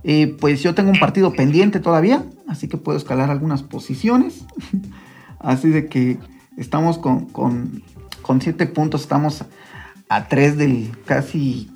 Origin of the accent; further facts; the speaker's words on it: Mexico; todos somos mexicanos.